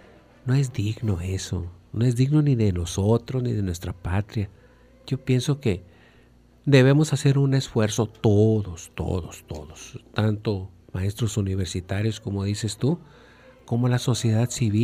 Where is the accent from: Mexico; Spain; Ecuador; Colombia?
Mexico; Yo pienso que como mexicanos vivimos en un país de leyes